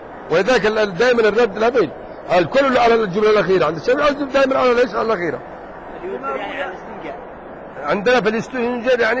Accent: Yemen; أنت لو رأيت المناك الأحقاف اللي عندنا في اليمن

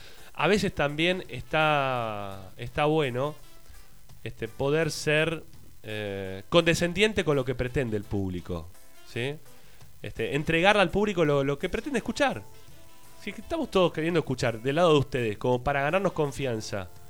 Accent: Buenos Aires, Argentina; now in Ezeiza, Argentina; Porque yo no soy de Avellaneda, yo soy de Flores, ahora vivo en Ezeiza.

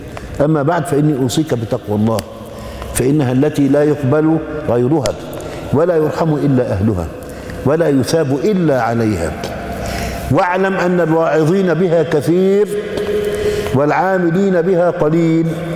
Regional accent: Egypt; زي اللي عندنا في مصر

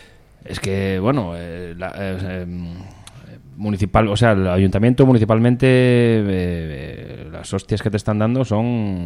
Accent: Oviedo, Asturias, Spain; Yo en Oviedo, porque yo soy de Oviedo, tengo que decirlo, nadie es perfecto, yo soy de Oviedo.

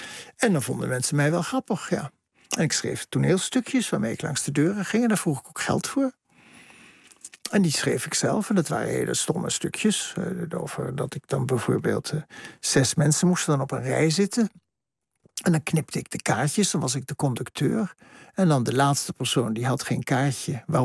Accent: Bergen aan Zee, North Holland, Netherlands; En als kind in Berg aan Zee sprak je een soort kalte kiep van Duits.

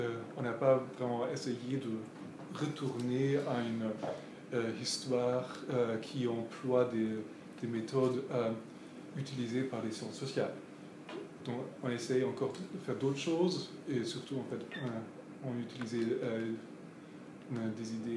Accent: Germany; French is a second language; Surtout chez nous, en Allemagne, nous avons le problème que les historiens ne sont pas formés de manière qu'ils savent traiter des problèmes avec un ordinateur.

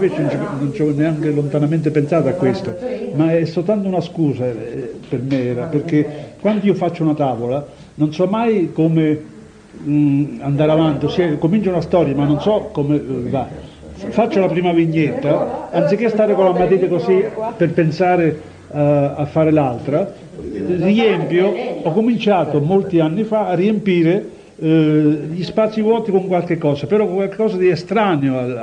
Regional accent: Termoli, Molise, Italy; born there; quando sono nato io a Termoli, in provincia di Campobasso

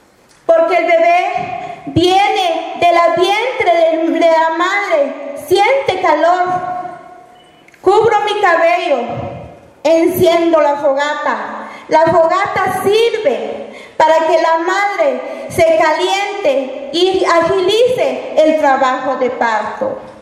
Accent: Alta Verapaz, Guatemala; Vengo de Guatemala, del departamento de Alta Verapaz. Soy maya pocón y quechí.

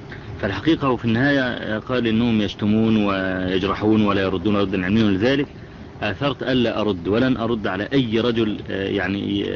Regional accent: Egypt; يعني الشباب عندنا في مصر يعانون من هذا البلاء

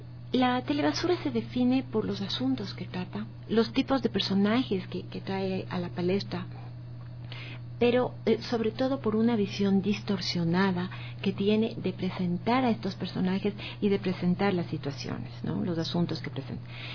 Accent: Ecuador; no se está trabajando en función de la sociedad, de los valores que tenemos como ecuatorianos

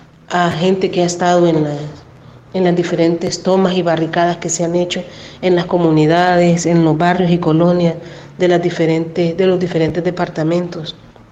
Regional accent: Honduras; Estamos en una situación muy difícil como hondureñas

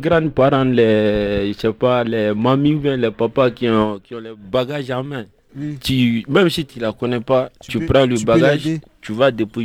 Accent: Côte d’Ivoire; Pourtant que les blancs, ils vont chez nous en Afrique. Ils sont même les rois. Chez nous, il y a Assini Mafia, Bassam, Grand Bassam.

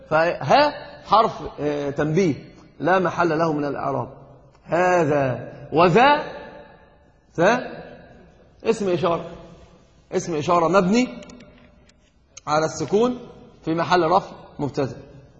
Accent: Egypt; أنا قلت لك حتى عندنا في مصر يقول ده دي هات ديت،

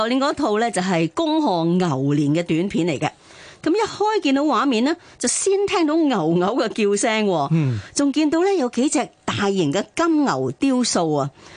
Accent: Hong Kong; 咧都有向我哋香港人拜年

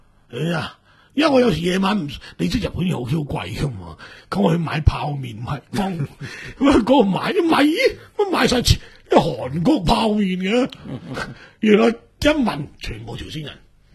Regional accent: Hong Kong; 我說我們香港人

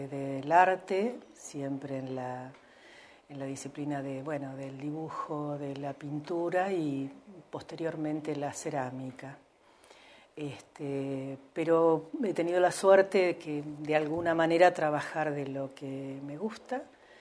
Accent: Santa Rosa, La Pampa, Argentina; yo vengo a Santa Rosa a estudiar en el 77. Si bien soy nacida en Santa Rosa, hicimos los primeros años de escuela primaria con mi hermana, acá en Santa Rosa también, que vivía mi abuela materna, porque con nuestros padres vivíamos en el campo.

